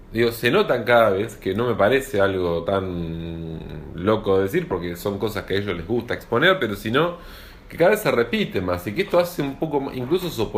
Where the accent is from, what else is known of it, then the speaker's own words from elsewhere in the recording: Argentina; Argentina es así, puede así ser, somos los argentinos.